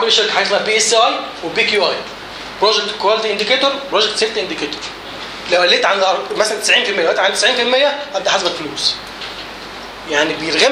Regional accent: Egypt; زي عندنا في مصر بعد 5 أيام شوت داون على طول

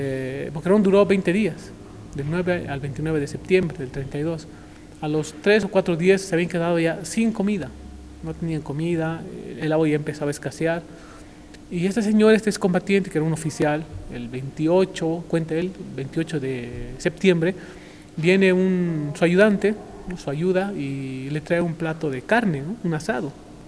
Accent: Bolivia; Nosotros como sociedad boliviana, nuestros abuelos, y nosotros también

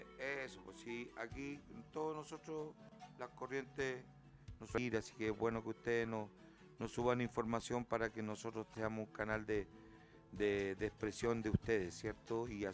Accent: Chile; Que nos enrostraba un poco lo que somos los chilenos, ¿cierto?

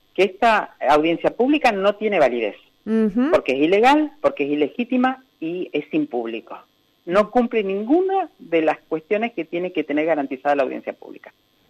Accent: Neuquén, Argentina; now in Río Negro, Argentina; Yo soy neuquina, vivo en Río Negro, ahora es mi lugar de residencia hace 30 años, pero yo soy neuquina.

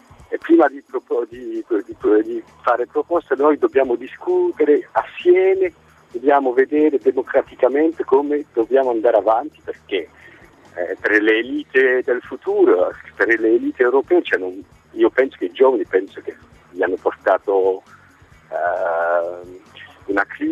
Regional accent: Belgium; Sono belga, i miei genitori erano italiani immigrati.

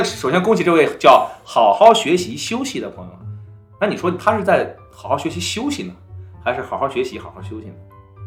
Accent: Henan, China; 因为我是河南人啊

